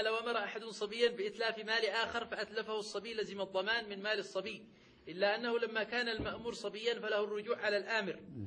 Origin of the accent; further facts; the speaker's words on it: Yemen; عندنا في اليمن هكذا.